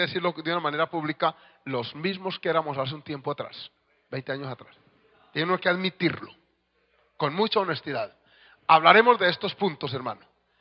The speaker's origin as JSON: {"language": "Spanish", "country": "Colombia", "said": "2 de los oficiales que estamos allá ayudando ahora también somos colombianos."}